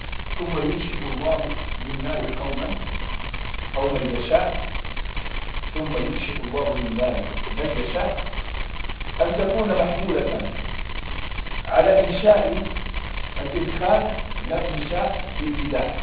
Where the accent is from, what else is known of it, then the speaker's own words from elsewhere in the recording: Egypt; أنا واحد مصري